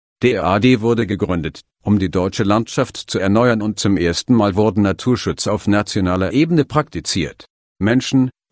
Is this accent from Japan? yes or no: no; Szczecin, West Pomeranian Voivodeship, Poland; Ich bewarb mich in Stettin, meiner Heimatstadt, und wurde angenommen